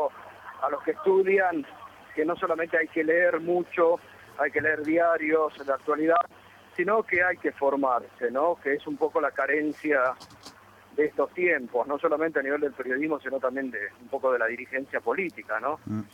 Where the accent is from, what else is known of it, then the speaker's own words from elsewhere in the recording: Concepción del Uruguay, Entre Ríos, Argentina; born there; voy seguido porque tengo mi familia allá, así que sí, tengo, viste, con bastante asiduidad voy a Concepción del Uruguay, mantengo lazos